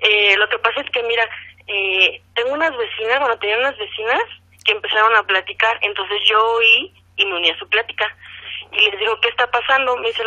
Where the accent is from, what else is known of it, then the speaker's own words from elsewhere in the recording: Toluca, State of Mexico, Mexico; Sí, mira, yo soy de Toluca.